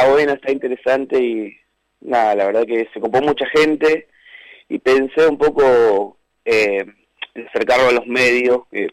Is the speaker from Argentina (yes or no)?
yes; Cañuelas, Buenos Aires Province, Argentina; Sí, soy de Cañuelas, vivo acá hace más de 20 años, antes vivía sobre Ruta 3, en Barrio Pelufo, y bueno, hace 10 que resido acá, más cerca de la ciudad, digamos.